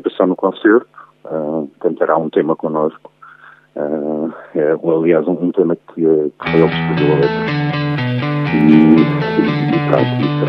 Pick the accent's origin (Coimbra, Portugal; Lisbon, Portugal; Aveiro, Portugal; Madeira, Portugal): Lisbon, Portugal; Eu sou de Lisboa